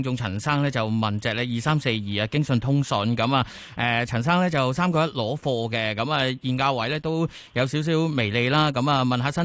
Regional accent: Hong Kong; 亦都可以俾我哋香港人体会到咧就系唔同地方或者唔同时空嘅韩国咧系点样嘅。

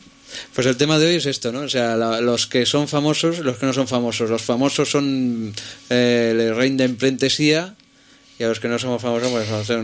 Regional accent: Catalonia, Spain; Os agradezco mucho los de mi pueblo, del Vallés Oriental.

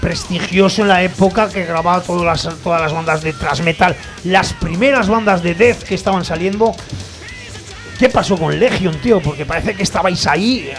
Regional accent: Aragon, Spain; Somos maños, es lo que hay.

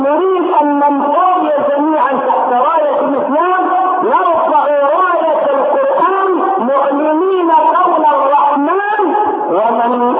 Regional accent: Egypt; فجاءت الى بلدنا مصر

